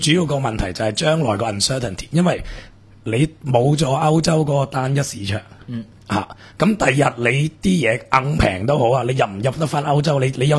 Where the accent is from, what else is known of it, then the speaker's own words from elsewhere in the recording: Hong Kong; 我哋香港人